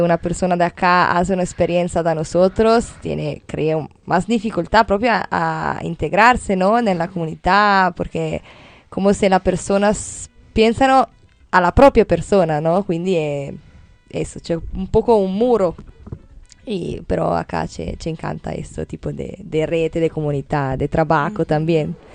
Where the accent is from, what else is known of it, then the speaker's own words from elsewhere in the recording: Italy; Spanish is a second language; yo soy de Italia, soy una chica italiana. Y tengo 23 años